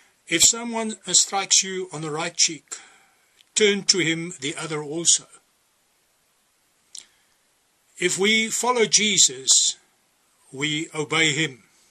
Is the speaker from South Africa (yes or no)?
yes; South Africa; I come from South Africa, where they will kill you for a cell phone.